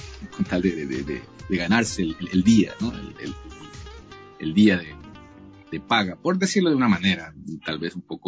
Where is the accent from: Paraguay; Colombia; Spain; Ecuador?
Ecuador; moved away; todas las experiencias que tuve allá en Ecuador, en mi país, de compartir música con grandes músicos